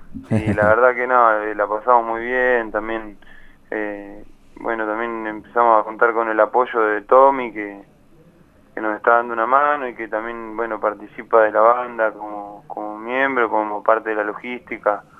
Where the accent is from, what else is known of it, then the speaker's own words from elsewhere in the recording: Cipolletti, Río Negro, Argentina; Y en el verano yo me voy para la fiesta porque yo soy de Cipolletti, de Río Negro.